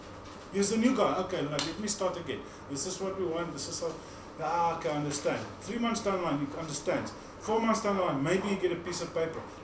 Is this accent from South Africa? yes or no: yes; South Africa; I'm a South African